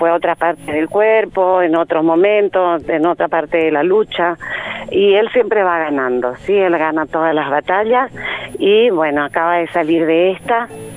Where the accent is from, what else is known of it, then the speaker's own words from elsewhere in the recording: Posadas, Misiones, Argentina; now in Capilla del Señor, Argentina; ellos son de Misiones, Posadas, somos de Misiones.